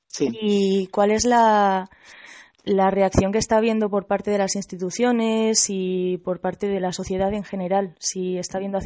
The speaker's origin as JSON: {"language": "Spanish", "town": "Santander", "region": "Cantabria", "country": "Spain", "said": "He presentado una generalidad del cántabro, pero soy un poco ignorante, aunque soy de Santander."}